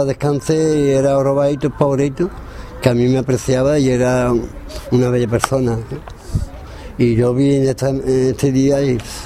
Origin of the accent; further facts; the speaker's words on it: Jerez de la Frontera, Andalusia, Spain; Ante todo soy de Jerez, pero soy andaluz.